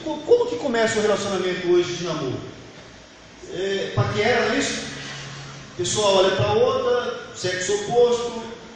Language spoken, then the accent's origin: Portuguese; Itupã, São Paulo, Brazil; now in Londrina, Brazil; Nós somos de Itupã, estado de São Paulo. Nós estamos aqui em Londrina para que eu possa terminar os cursos que aqui me propus fazer.